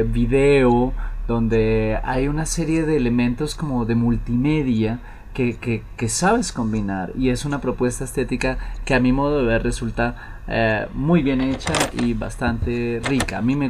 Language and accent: Spanish; Colombia; conocieras lo cálidos que somos los colombianos